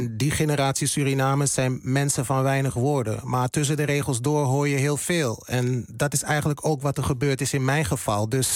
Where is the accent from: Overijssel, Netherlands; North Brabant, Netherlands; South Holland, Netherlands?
Overijssel, Netherlands; Hengelo; Ik ben opgegroeid in Hengelo, in Twente. Het oosten van het land, voor de mensen die niet weten waar het ligt.